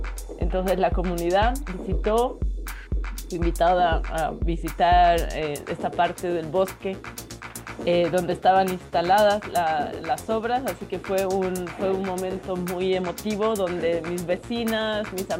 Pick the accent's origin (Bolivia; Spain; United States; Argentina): Bolivia; qué tipo de tecnología estábamos usando como artistas bolivianos